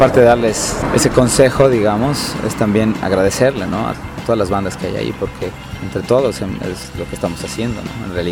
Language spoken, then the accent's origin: Spanish; Bolivia; porque por lo menos como bolivianos, incluso nosotros, así a veces somos bien sumisos